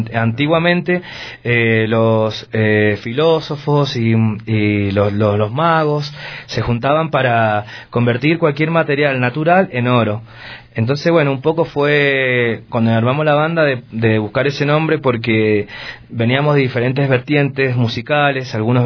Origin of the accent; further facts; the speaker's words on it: Cuyo, Argentina; nosotros venimos de la región de Cuyo. La región de Cuyo viene siendo... Argentina se divide en diversas regiones